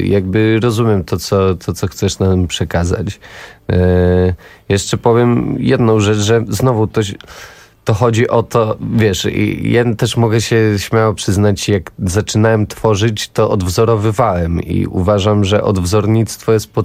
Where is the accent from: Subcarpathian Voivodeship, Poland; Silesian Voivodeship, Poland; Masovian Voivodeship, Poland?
Masovian Voivodeship, Poland; Nasielsk; Wolałem grać w Counter Strike'a, bo jestem z Nasielska